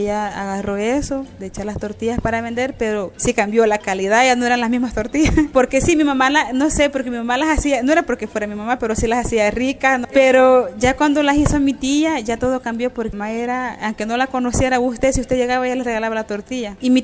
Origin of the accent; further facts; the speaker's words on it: San Julián, Sonsonate, El Salvador; soy originaria de San Julián, de un pueblo de Sonsonate.